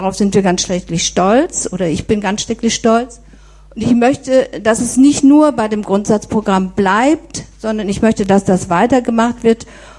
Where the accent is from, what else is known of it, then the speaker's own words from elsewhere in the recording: Soest, North Rhine-Westphalia, Germany; von der der Sven eben erzählt hat. … Ich komme aus Soest.